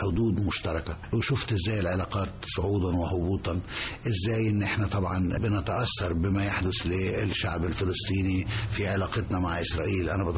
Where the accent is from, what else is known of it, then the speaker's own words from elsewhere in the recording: Egypt; لما كنت بتعامل انا كمصري او كعضو من السفاره المصريه